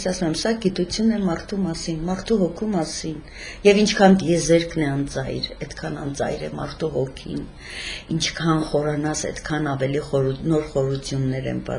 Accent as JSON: {"language": "Armenian", "town": "Gyumri", "region": "Shirak", "country": "Armenia", "tie": "born or raised there", "said": "Միշտ Գյումրիում եմ եղել, ծնվել եմ Գյումրիում, ապրել եմ եւ ապրում եմ Գյումրիում։"}